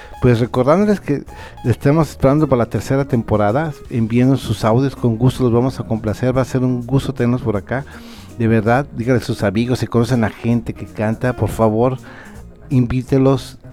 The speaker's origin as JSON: {"language": "Spanish", "town": "Irapuato", "region": "Guanajuato", "country": "Mexico", "said": "yo soy de Rapate, Guanajuato, México, la capital mundial de las fresas"}